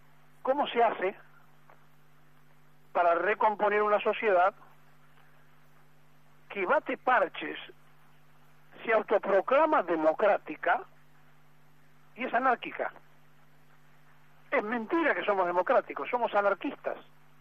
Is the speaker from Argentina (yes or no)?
yes; Argentina; es mucho más difícil como argentino tener que decirles estas cosas a los connacionales